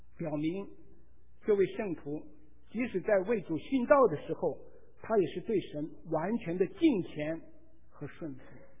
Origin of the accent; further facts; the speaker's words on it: China; 我们中国人常常说，此仇不报，死不什么，死不瞑目。